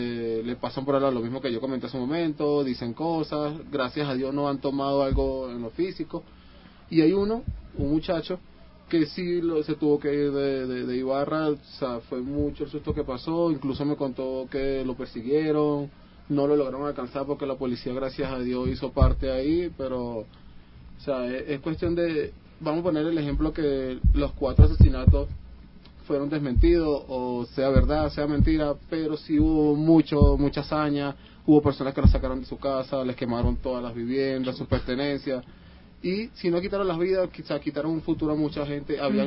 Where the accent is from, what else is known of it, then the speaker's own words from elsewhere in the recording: Caracas, Capital District, Venezuela; yo vengo de Caracas, que es la capital. En la zona donde yo vivo hay una zona donde le llaman el barrio Los Ecuatorianos.